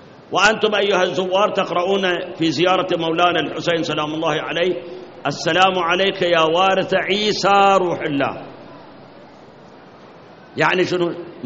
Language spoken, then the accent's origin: Arabic; Iraq; عندنا بالموصل نصارى، بغداد عندنا نصارى